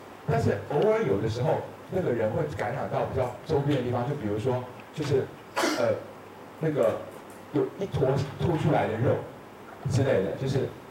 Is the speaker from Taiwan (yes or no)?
yes; Taiwan; 就是我们台湾人说长菜花的那个猴子啊